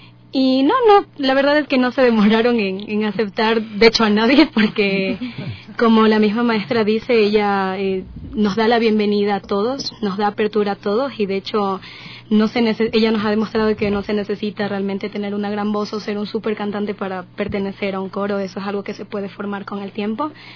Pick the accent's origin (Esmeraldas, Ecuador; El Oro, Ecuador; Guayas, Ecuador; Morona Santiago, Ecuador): Esmeraldas, Ecuador; now in Quito, Ecuador; en comparación al lugar de donde vengo, en Esmeraldas, ¿no?